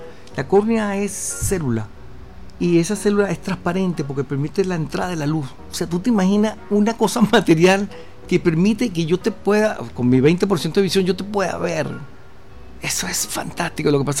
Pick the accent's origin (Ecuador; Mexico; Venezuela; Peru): Venezuela; yo, que soy venezolano y paseo por el downtown, y entonces sé que por aquí estuvo Bolívar, padre de mi patria